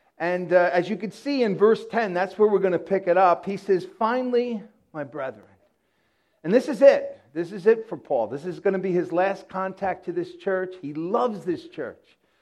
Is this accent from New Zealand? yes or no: no; Yonkers, New York, United States; I'm homegrown. I'm a homeboy. I'm from Yonkers, New York. Grew up here, went to school here, met my wife here.